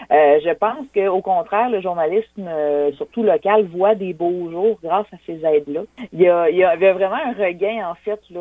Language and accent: French; Quebec City, Quebec, Canada; Moi, je suis originaire de la région de Québec, de la ville de Québec, en fait.